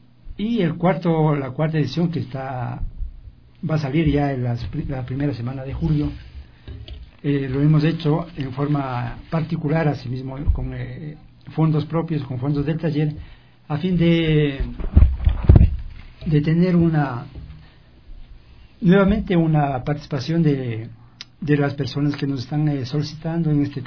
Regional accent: Tabacundo, Pichincha, Ecuador; cuando yo ejercía ya la profesión de periodista en mi tierra, en Tabacundo

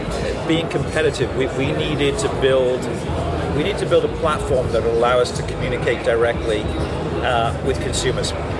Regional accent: England, United Kingdom; I grew up in England, so my family still lives there.

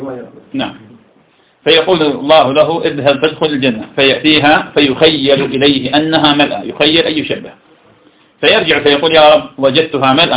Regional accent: Iraq; درس عندنا في العراق

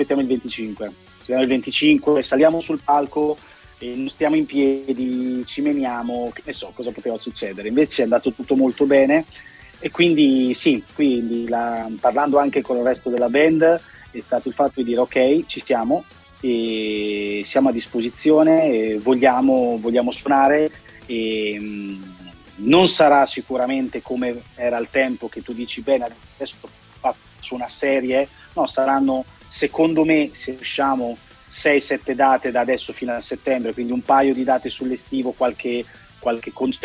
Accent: Rimini, Emilia-Romagna, Italy; Vi invidio, sinceramente, da riminese, la vostra radio è una radio che io ho sempre apprezzato da anni e anni e anni

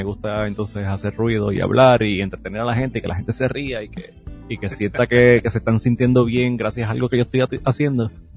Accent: Mayagüez, Puerto Rico; yo soy de Mayagüez, Puerto Rico. Hay que decirlo así. Puerto Rico, si ustedes quieren ser claro, ¿verdad? Pero de Mayagüez. Nací y me crié allá, y Mayagüez tiene un área bastante rural, y tiene una parte que es bastante rural, y tuve la dicha de criarme en esa área.

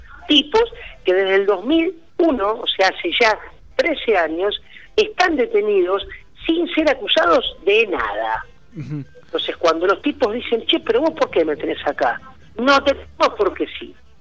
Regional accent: Argentina; yo que soy argentino como él

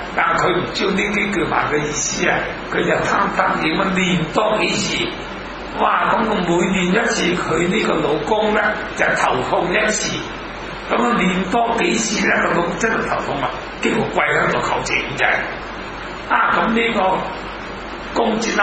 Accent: Hong Kong; 我哋香港人，当然英国佢哋识英文啦。

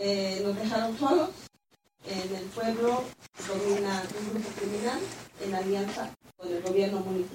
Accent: Petaquilla, Guerrero, Mexico; Estoy con temor porque ya no vivo en mi pueblo.

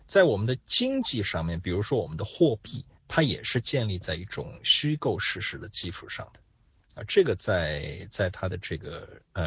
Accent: China; 这一套对于我们中国人来说真的是不要太熟悉啊

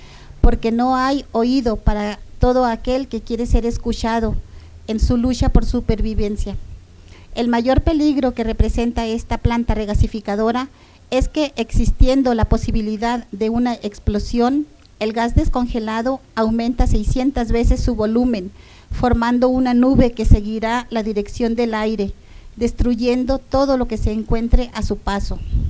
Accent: Ensenada, Baja California, Mexico; venimos de Ensenada, Baja California.

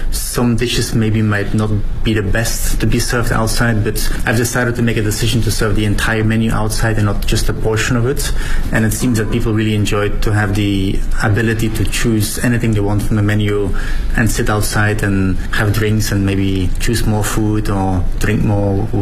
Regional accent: Belgium; I'm from Belgium, so it's kind of a classic cone of how we would normally eat it down the street

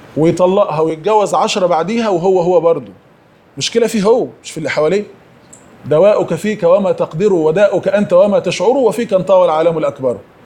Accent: Egypt; انا نفسي في برنامج تلفزيوني كان في قناة امجاد عندنا في مصر،

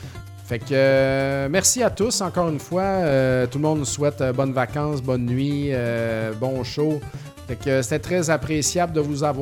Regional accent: Saint-Joseph-de-Beauce, Quebec, Canada; parce que je viens de Saint-Joseph-de-Beauce

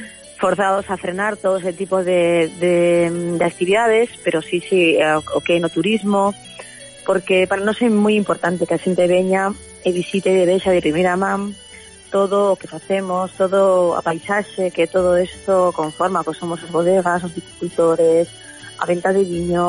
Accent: Galicia, Spain; Pues eu non vou a ser menos galega.

